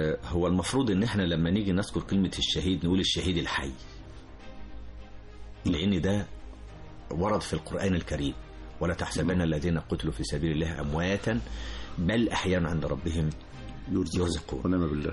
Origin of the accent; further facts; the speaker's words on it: Egypt; لأن هو ده المطلوب مننا إحنا كمصريين، لأن إحنا بلد حضارة أساسا